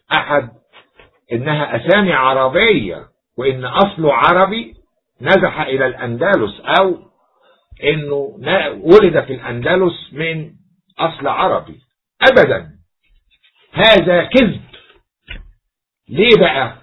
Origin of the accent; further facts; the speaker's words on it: Egypt; عندنا في مصر ينسب الراهب إلى ديره